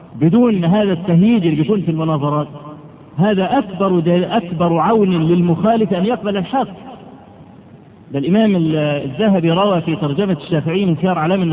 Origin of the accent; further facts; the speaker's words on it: Egypt; عندنا في مصر الضغط من العوام كبير جدا وكثير